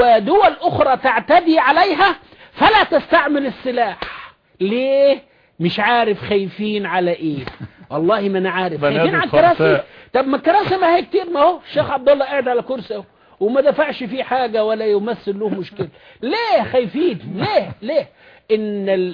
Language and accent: Arabic; Upper Egypt, Egypt; خد بالك ان انا صعيدي يعني